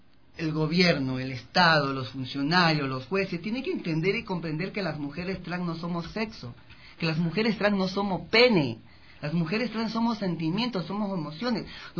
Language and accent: Spanish; Guayaquil, Guayas, Ecuador; porque yo soy de Guayaquil.